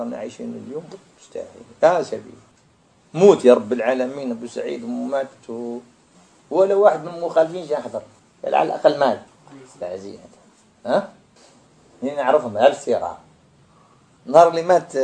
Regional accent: Algeria; فخرجت أنا من الجزائر

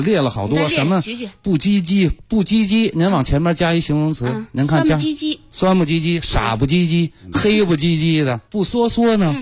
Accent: Beijing, China; 我们北京人

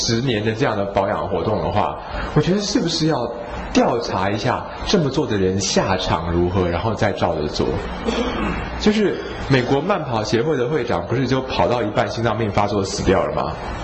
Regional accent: Taiwan; 你看我们台湾人跟那些北方人比啊，我们的皮肤底下那层脂肪就是这样比较厚一点松松的

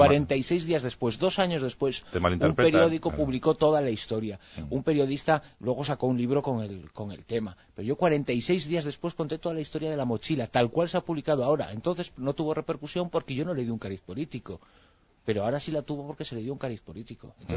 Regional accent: Spain; como español, sobre todo, ¿no? Como español y como persona que me siento mucho más afectada por el 11M que por el 11S

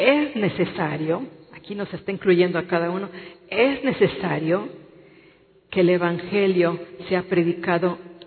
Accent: Mexico; Pero estamos en esta nación de México. Y nosotros somos mexicanos.

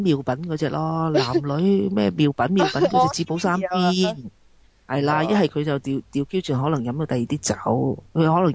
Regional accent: Hong Kong; 就應該好似我哋香港人去茶會咁咧

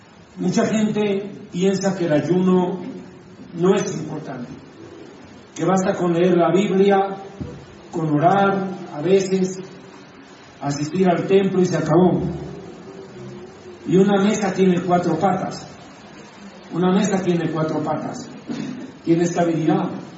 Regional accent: La Paz, Bolivia; Para mí es un momento muy especial poder estar aquí en La Paz, en mi tierra, en mi ciudad

